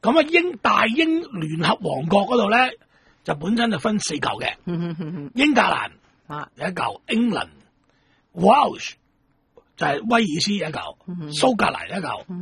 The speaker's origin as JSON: {"language": "Cantonese", "country": "Hong Kong", "said": "呢个就属于我哋普通我哋香港人认识嘅英国。"}